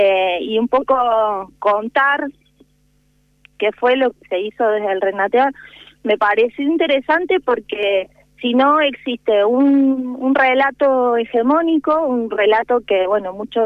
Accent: San Rafael, Mendoza, Argentina; Estoy acá en San Rafael, Mendoza, sí, así es.

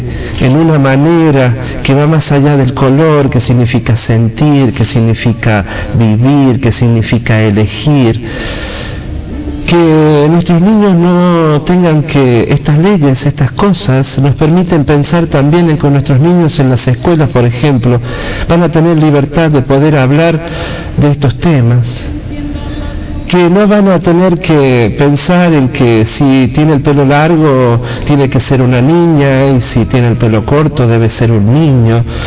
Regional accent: La Rioja, Argentina; porque con los años volví a mi país, volví a mi tierra, a esta Rioja que amo y a veces odio también

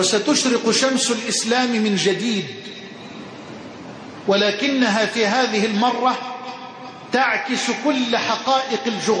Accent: Egypt; اللهم اجعل بلدنا مصر واحة للأمن والأمان

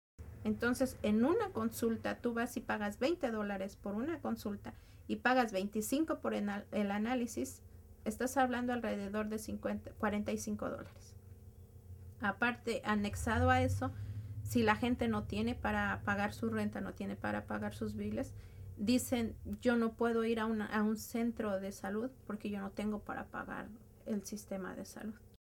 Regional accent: Mexico; porque no nada más somos los mexicanos, sino somos toda la comunidad inmigrante, demasiado afectados.

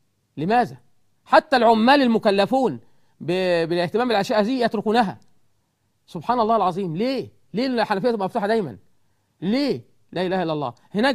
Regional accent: Egypt; إحنا كمصريين، أنا مصري، عشان تقول بتشتمنا ليه؟ أنا مصري

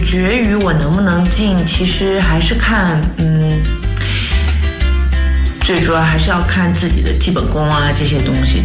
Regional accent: Huaihua, Hunan, China; 然后我是在老家，我老家是在湖南怀化。从那里开始的。

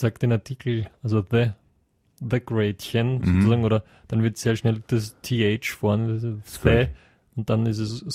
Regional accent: Lower Austria, Austria; wenn ich sage, ich komme aus dem Most Viertel, dann...

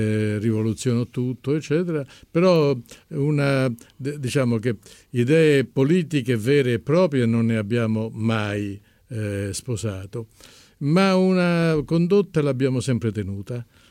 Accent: Calabria, Italy; Sì, sono anche calabrese.

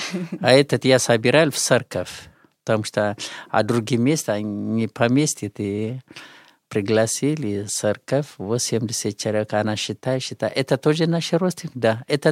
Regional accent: Bahir Dar, Amhara, Ethiopia; Russian is a second language; где я приехал из Бахардар

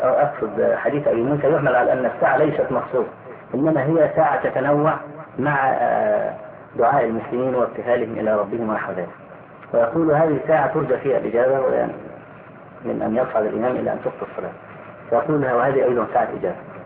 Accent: Egypt; فأخذها بعض الناس عندنا في مصر

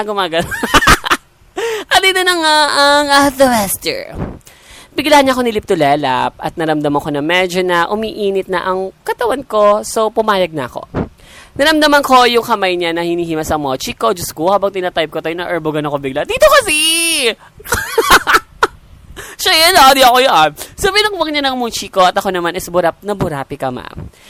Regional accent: Central Luzon, Philippines; Mag-isa lang kasi ako sa apartment na nire-rent ko. Taga Bulacan kasi ako.

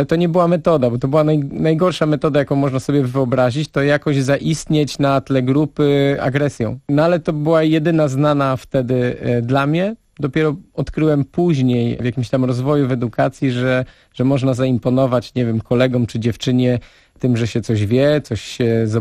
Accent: Nowe Miasto Lubawskie, Warmian-Masurian Voivodeship, Poland; a ja urodziłem się w Nowym Mieście i tam chodziłem do szkoły podstawowej i później do technikum rolniczego

